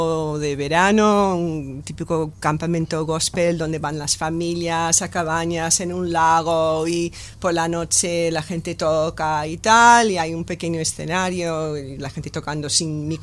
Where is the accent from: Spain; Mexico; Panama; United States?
United States; Shreveport, Louisiana; born there; me enteré de que yo nací en Shreveport, Louisiana